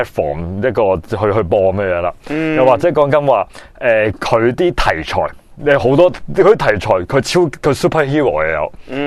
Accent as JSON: {"language": "Cantonese", "country": "Hong Kong", "said": "因为我哋香港人咧嘅心目中电视剧一般嚟讲系制作同埋成本都低啲噶嘛"}